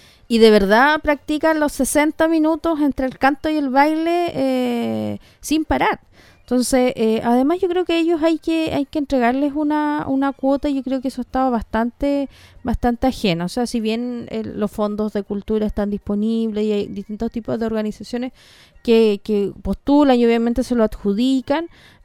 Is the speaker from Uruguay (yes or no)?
no; Chile; nos acordamos que somos chilenos para el 18 nomás